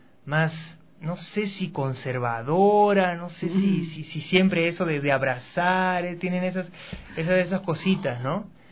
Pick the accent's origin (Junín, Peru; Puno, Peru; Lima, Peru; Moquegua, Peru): Moquegua, Peru; Ilo; born there; el puerto de Hilo, que es donde yo nací. Pues el puerto de Hilo, que es un puerto al sur del Perú.